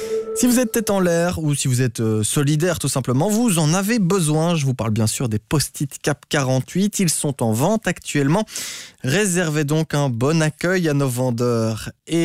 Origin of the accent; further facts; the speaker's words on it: Belgium; On consomme de plus en plus d'antidépresseurs chez nous en Belgique.